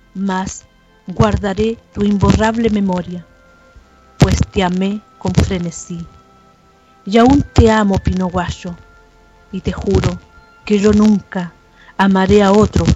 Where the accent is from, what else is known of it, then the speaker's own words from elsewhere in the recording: Chile; acá en mi país, en el norte, en Copiapó, quedaron bajo tierra 33 mineros